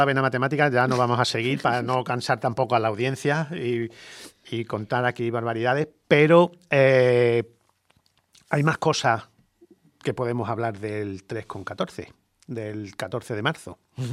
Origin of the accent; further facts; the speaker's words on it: Spain; nosotros vamos a seguir reivindicando, como españoles que somos, el 22/7